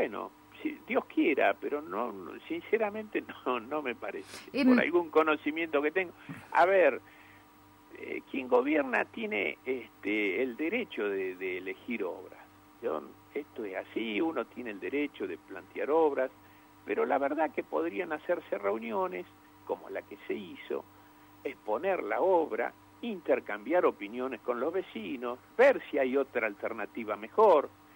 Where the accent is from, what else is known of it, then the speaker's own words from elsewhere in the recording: Loma Negra, Buenos Aires Province, Argentina; vos sabés que soy de Loma Negra, sé cómo es el sentimiento profundo.